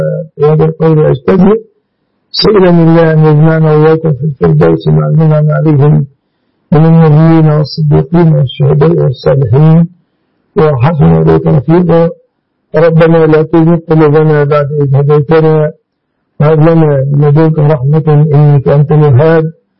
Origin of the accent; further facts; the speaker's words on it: Egypt; مننا كمصريين